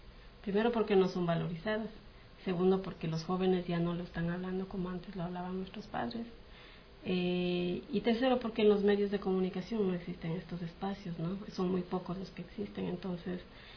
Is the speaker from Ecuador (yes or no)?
yes; Ecuador; lo que somos todos los ecuatorianos, todos los latinoamericanos